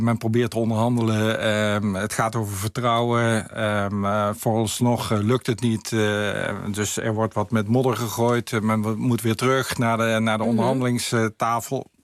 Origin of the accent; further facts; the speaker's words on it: Netherlands; Maar ook ik ben Nederlander, dus ik volg dit ook.